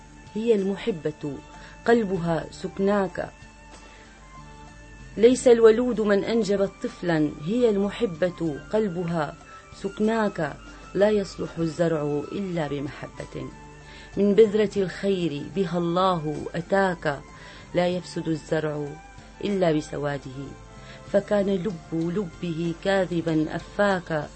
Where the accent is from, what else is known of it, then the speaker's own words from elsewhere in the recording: Homs, Homs Governorate, Syria; وموجود عندنا بحمص